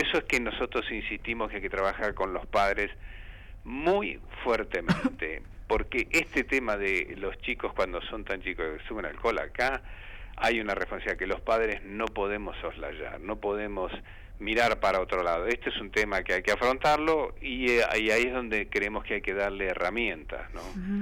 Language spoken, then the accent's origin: Spanish; Santa Fe, Argentina; moved away; Cuando vine de mi pueblo de la provincia de Santa Fe, ansiaba fervorosamente conocer Radio El Mundo.